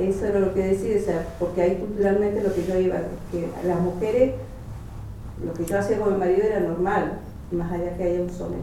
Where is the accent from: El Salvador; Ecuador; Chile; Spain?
Chile; yo soy chilena, soy del sur donde termina el mapa.